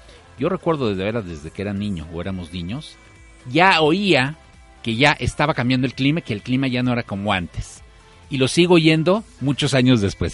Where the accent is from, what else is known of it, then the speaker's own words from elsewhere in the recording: Mexico; nosotros como profesionistas, como mexicanos